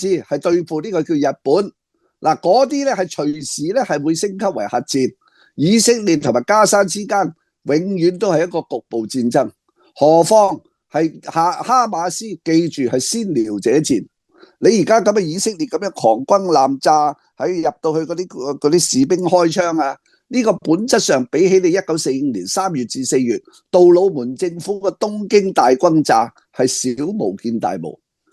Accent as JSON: {"language": "Cantonese", "country": "Hong Kong", "said": "对于我哋香港人，我讲句凉薄啲，系全无关系。"}